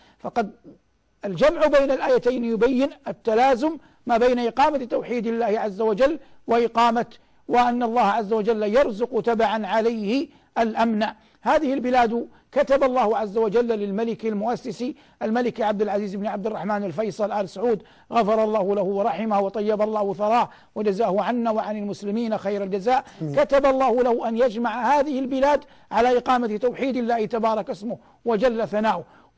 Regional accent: Saudi Arabia; وقد من الله عز وجل على بلادنا المملكة العربية السعودية بالأمن

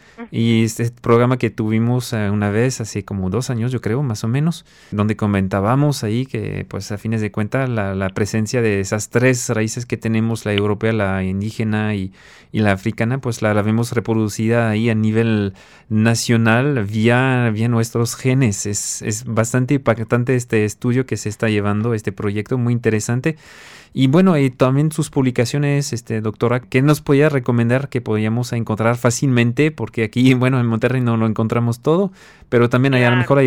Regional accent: France; Spanish is a second language; now in Mexico; yo siendo francés, para mí es racismo.

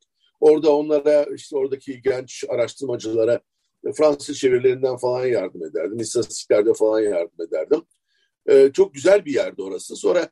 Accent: Istanbul, Turkey; benim çocukluğum Feriköy'de geçti. Önemli bir kısmı. Bir kısmı da Şişli'de, Bomonti'de geçti. Tek çocuktum.

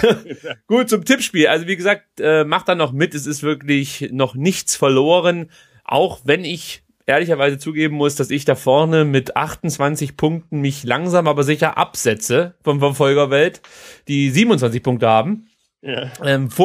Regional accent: Baden-Württemberg, Germany; da bin ich Schwabe.

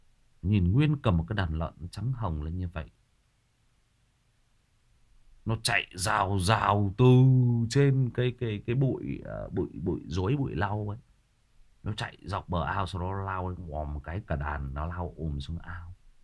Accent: Hưng Yên, Vietnam; Hưng Yên, đúng rồi, ở Hưng Yên, ở quê mình. quê của mình là Hưng Yên đó Trường Duy. Quê ngoại của mình luôn đó.

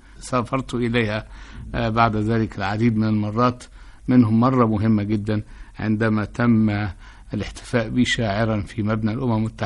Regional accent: Egypt; وأنا كأي مصري شديد الزهو بكوني مصري جنسي.

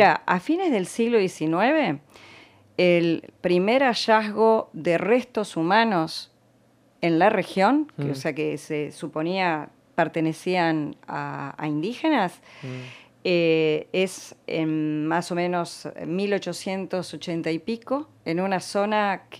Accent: La Plata, Buenos Aires Province, Argentina; born there; Yo nací acá, en La Plata, uh-huh. y desde muy chica quise saber quiénes habían vivido antes acá.

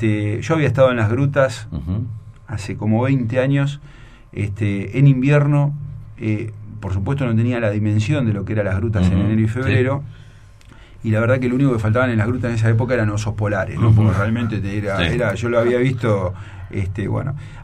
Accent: Mar del Plata, Buenos Aires Province, Argentina; Un día voy a Mar del Plata, yo soy de Mar del Plata, voy a la casa de mis viejos

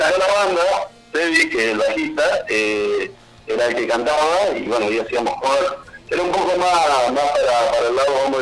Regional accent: Humboldt, Santa Fe, Argentina; nosotros somos de Humboldt.

